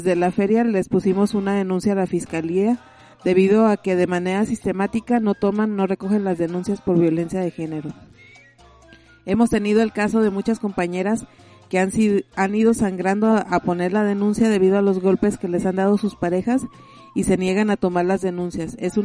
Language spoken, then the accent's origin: Spanish; Chile; haciendo alusión sobre todo lo que soy chilena